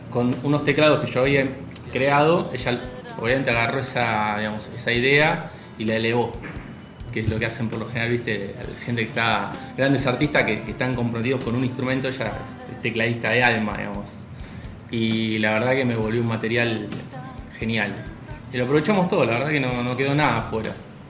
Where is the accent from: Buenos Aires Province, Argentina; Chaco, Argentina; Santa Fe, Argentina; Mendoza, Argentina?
Buenos Aires Province, Argentina; Lanús; De Lanús.